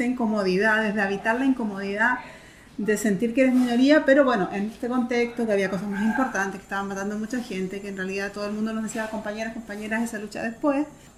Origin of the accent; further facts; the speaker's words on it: Concepción, Biobío, Chile; en Concepción, que es en mi ciudad natal